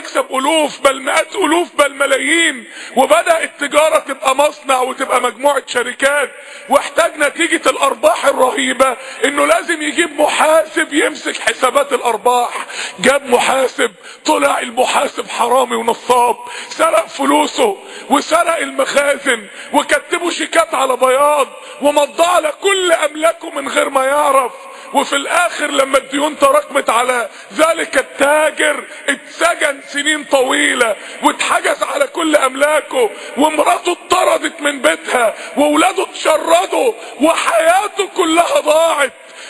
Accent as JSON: {"language": "Arabic", "country": "Egypt", "said": "تاني احنا عندنا في مصر 40% من الشعب تحت خط الفقر"}